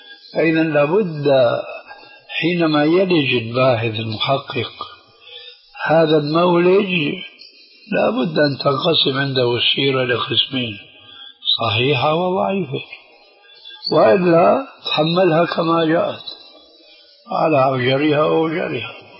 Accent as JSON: {"language": "Arabic", "country": "Syria", "said": "هذا موجود عند الصوفية عندنا في سوريا من زمان من زمان"}